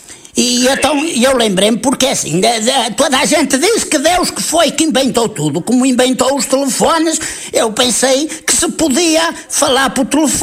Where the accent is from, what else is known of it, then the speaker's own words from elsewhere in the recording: Porto, Portugal; Eu sou aí de perto de Penafiel.